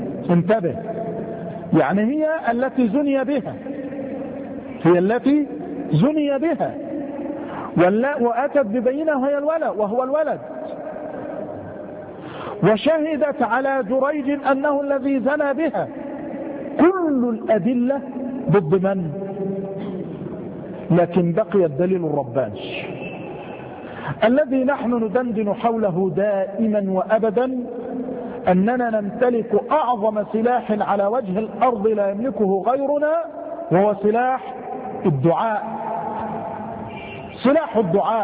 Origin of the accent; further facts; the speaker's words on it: Mansoura, Dakahlia, Egypt; لما خرج بعض المغفلين خاصة عندنا في المنصورة